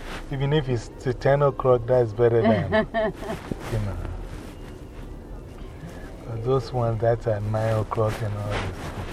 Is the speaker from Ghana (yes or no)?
yes; Ghana